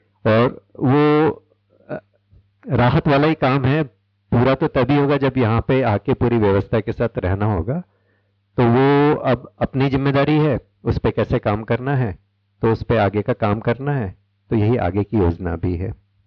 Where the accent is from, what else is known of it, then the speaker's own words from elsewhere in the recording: Raipur, Chhattisgarh, India; मैं रायपुर से आया हूँ।